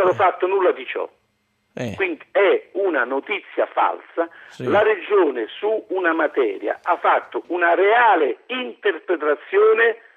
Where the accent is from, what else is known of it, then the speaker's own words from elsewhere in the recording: Fondi, Lazio, Italy; born there; Sono nato a Fondi, sono orgoglioso di essere nato a Fondi